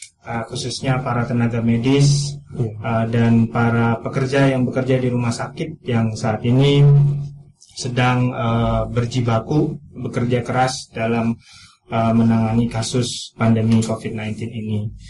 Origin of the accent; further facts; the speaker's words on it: Riau, Indonesia; born there; now in Yogyakarta, Indonesia; Kalau saya itu dari lahir di Riau. Sudah di Jogja udah lama.